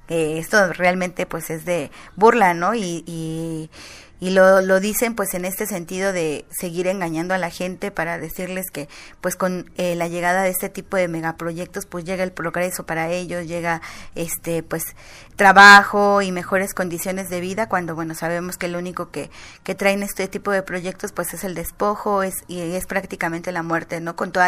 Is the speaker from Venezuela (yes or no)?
no; Mexico; las que deben velar nuestros derechos humanos como mexicanos